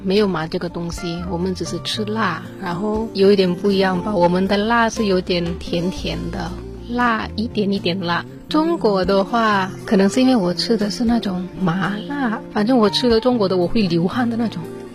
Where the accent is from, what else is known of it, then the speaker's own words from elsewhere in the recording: Kalimantan, Indonesia; 因为印尼很多岛嘛，然后我来自的岛叫做加里曼丹岛。